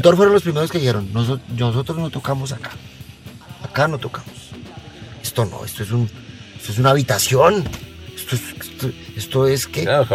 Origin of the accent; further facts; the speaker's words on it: Colombia; En mi país también. Colombia también.